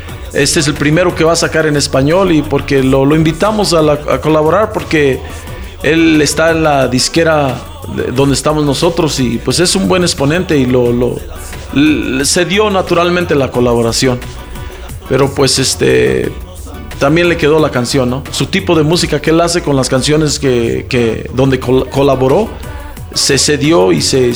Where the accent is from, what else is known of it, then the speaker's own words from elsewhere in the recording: Mexico; now in United States; somos mexicanos, pero radicamos en Estados Unidos.